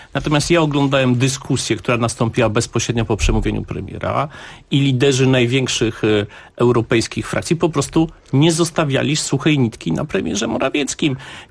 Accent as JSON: {"language": "Polish", "region": "Lower Silesian Voivodeship", "country": "Poland", "said": "pochodzę z Dolnego Śląska, jestem posłem z Wałbrzycha, więc i Wrocław dobrze znam."}